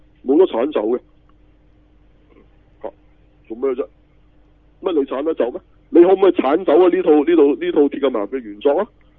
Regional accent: China; 我系中国人嚟嘅吓。

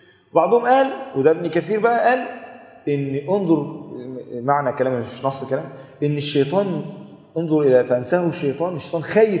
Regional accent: Egypt; وانت عارف الروتين اصلا عندنا في مصر،

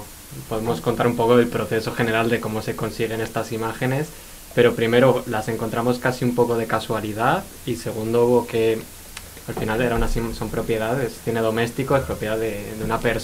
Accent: Argentina; moved away as an adult; now in Basque Country, Spain; yo soy de Argentina y vine a hacer el máster este en 2022, entonces tenía que durante este año y medio que iba a estar en el País Vasco

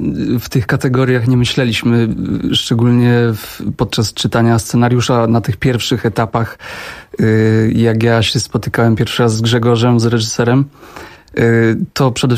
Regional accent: Wieluń, Łódź Voivodeship, Poland; ja pochodzę w ogóle z małego miasta, z Wielunia, który jest właściwie na obrzeżach wsi

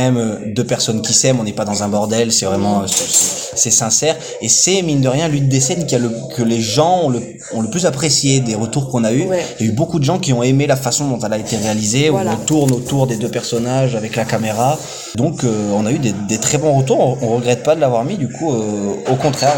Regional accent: Saint-Paul-de-Tartas, Auvergne-Rhône-Alpes, France; moi, pour le coup, je viens pas du tout du sud-ouest. Moi, je suis originaire de Haute-Loire. Ouais. J'ai grandi à Saint-Paul de Tartas, vraiment à 10 km d'Arlande, justement.

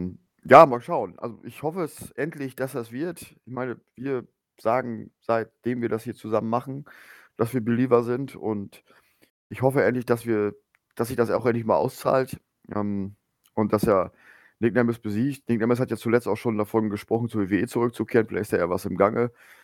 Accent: Lower Saxony, Germany; born there; Ich bin ja im Emsland geboren und dementsprechend dem SV Meppen verbunden.

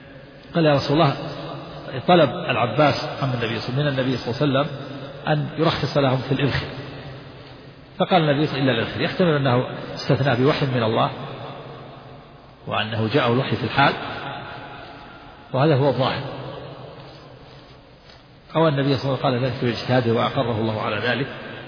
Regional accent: Najd, Saudi Arabia; وكان عندنا في نجد يجعل بدل جعل سقف البيوت الخشب

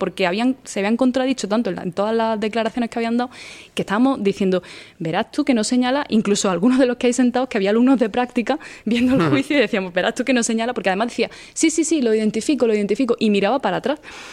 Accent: Spain; Yo soy española porque la ley dice que son españoles los hijos de padre y madre español, y mi padre es español, pero mi madre no es española, es de Nicaragua.

